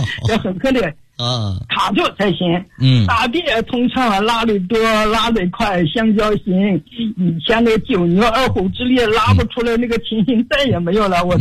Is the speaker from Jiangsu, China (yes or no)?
no; Foshan, Guangdong, China; 我来自广东佛山，今年已经84周岁了。